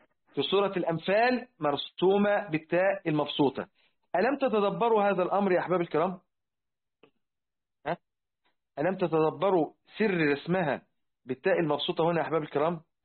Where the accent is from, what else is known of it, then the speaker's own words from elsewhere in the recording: Egypt; احنا حتى عندنا في مصر الآن